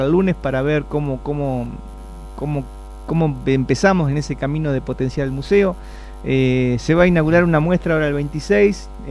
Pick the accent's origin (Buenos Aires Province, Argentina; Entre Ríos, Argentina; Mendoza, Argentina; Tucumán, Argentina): Buenos Aires Province, Argentina; Saladillo; Ahí está la historia, ahí está de dónde venimos, en fin, por lo menos los que somos nativos de Saladillo, ¿no?